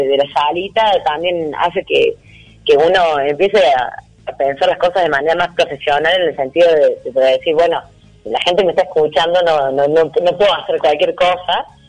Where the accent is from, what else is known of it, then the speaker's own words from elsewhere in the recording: Córdoba, Argentina; accent: Cordobés; Y bueno, se reirán de cómo hablo, porque yo soy muy cordobesa, todo el mundo me lo dice